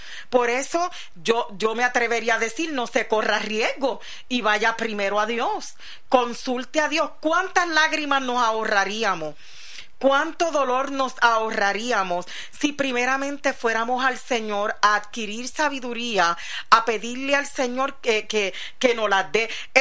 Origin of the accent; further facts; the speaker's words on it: New York, United States; Que yo nací. Y me crié, parte de mi niñez fue en Nueva York, en Brooklyn